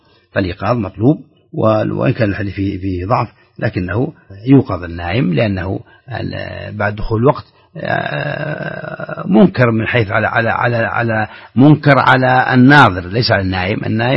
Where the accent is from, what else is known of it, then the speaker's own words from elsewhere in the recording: Saudi Arabia; الريال عندنا في السعودية مثلا هو أصله فضة